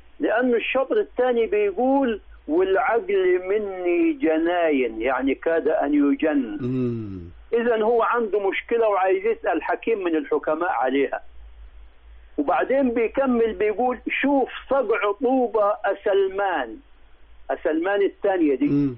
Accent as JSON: {"language": "Arabic", "region": "Upper Egypt", "country": "Egypt", "said": "علشان كده احنا عندنا في الصعيد بيغطوا الطماطم والبطيخ"}